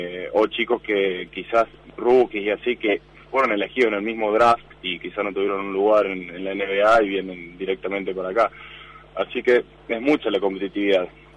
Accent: Argentina; born there; Yo nací en Argentina

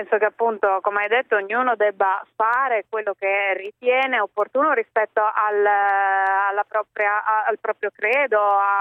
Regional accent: Emilia-Romagna, Italy; come te sono cresciuta a grigliate di carne, ma oltretutto essendo romagnola anche alla piada

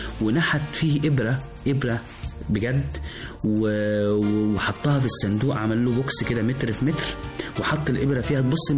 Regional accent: Egypt

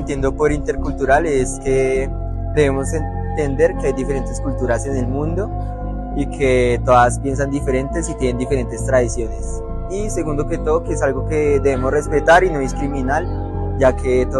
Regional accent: Bogotá, Colombia; soy de Colombia, de la ciudad de Bogotá, y estoy estudiando acá en la Universidad de Minuto de Dios.

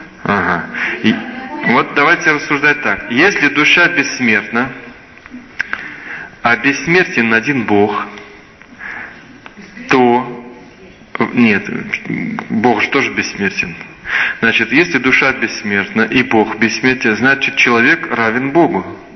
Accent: Belarus; Но я вам скажу, что я точно белорус.

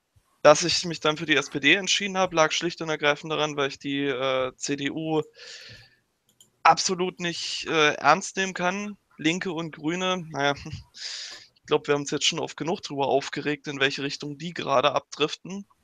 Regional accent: East Germany, Germany; komme ich ja aus dem Osten und im Sachsen-Anhalt-Landesverband

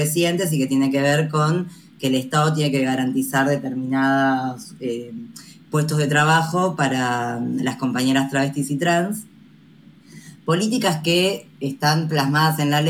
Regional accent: Buenos Aires, Argentina; yo soy comunicadora popular de Buenos Aires, Argentina

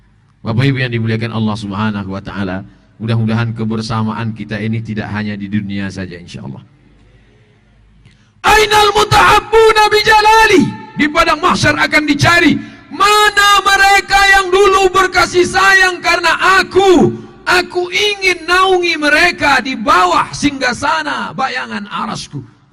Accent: Riau, Indonesia; dari mana? Dari Riau. Orang Jawa apa orang Melayu? Saya orang Melayu.

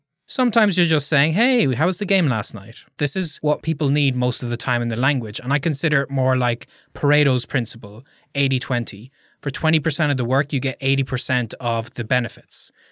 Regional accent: Ireland; I'd say, I'm from Ireland. I'm learning this language because I want to travel to your country.

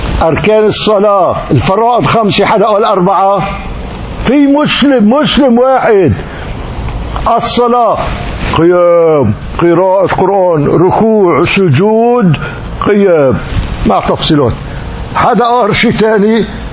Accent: Damascus, Damascus Governorate, Syria; من بلدي دمشق وساكن جار شقيقي في بنائي بدمشق

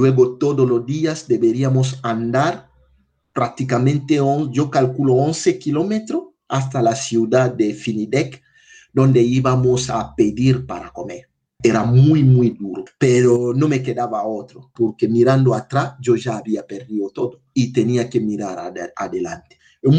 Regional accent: DR Congo; now in Málaga, Spain; soy de la República Democrática del Congo, tengo 42 años. Actualmente estoy trabajando como técnico responsable del voluntariado de SEA en la delegación de Andalucía Oriental en Málaga.

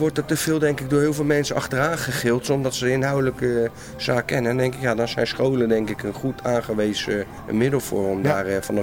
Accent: The Hague, South Holland, Netherlands; ik kom zelf uit Den Haag.

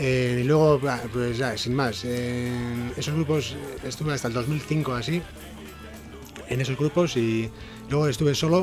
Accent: Zarautz, Basque Country, Spain; No, yo soy de Zarauz.

